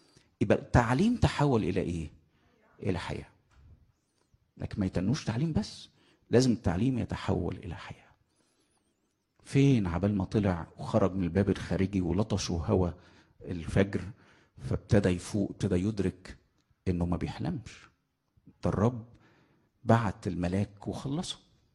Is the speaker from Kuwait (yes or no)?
no; Egypt; accent: Egyptian; في لهجتنا المصرية عندنا كلمتين